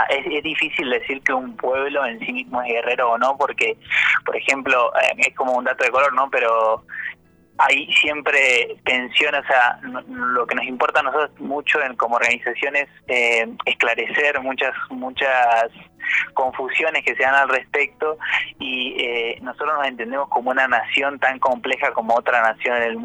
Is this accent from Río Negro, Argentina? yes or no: yes; Bariloche, Río Negro, Argentina; yo por lo menos soy de Fuiloche, de Bariloche, estudio en Neuquén, pero soy de acá